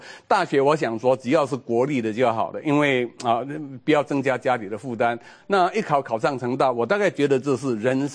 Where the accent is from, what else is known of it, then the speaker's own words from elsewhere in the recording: Alishan, Chiayi County, Taiwan; 我爸爸是林务局的员工啊，所以说我从小在阿里山出生长大。